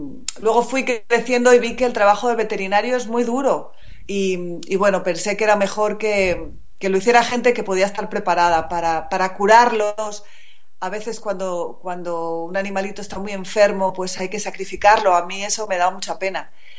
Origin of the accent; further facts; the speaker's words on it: Salamanca, Castile and León, Spain; now in Madrid, Spain; Yo soy de Salamanca, yo vivo en Madrid, pero soy de Salamanca. Y cuando era pequeña, mis padres tenían un chalet fuera de Salamanca